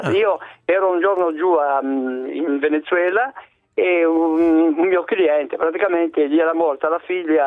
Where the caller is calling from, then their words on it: Sanremo, Liguria, Italy; Ma non sono da Imola, sto telefonando da Sanremo.